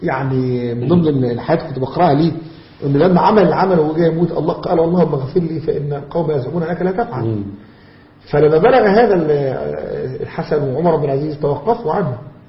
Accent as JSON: {"language": "Arabic", "country": "Egypt", "said": "ربنا يحفظ بلدنا مصر"}